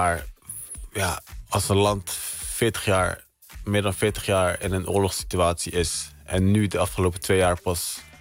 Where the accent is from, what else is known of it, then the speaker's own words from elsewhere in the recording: Netherlands; Ik heb hier gestudeerd, ik ben hier opgegroeid.